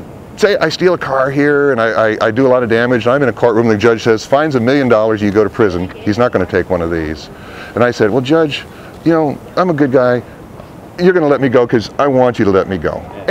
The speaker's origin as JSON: {"language": "English", "region": "Massachusetts", "country": "United States", "said": "Which, by the way, I'm from Massachusetts. Red Sox gets two."}